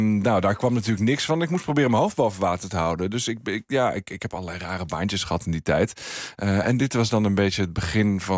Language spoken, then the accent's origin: Dutch; Friesland, Netherlands; Ik ben opgegroeid in Friesland.